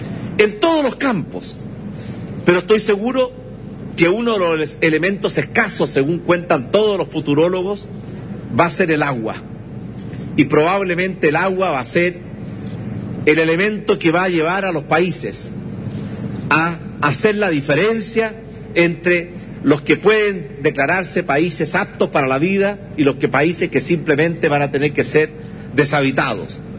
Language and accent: Spanish; Chile; y tenemos también como chilenos prepararnos para que esa transición